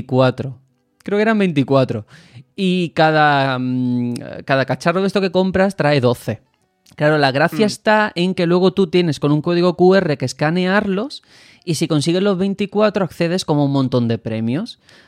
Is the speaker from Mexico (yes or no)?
no; Spain; yo sentí por momentos que Game Freak, los japoneses, sabían más de España que yo como español.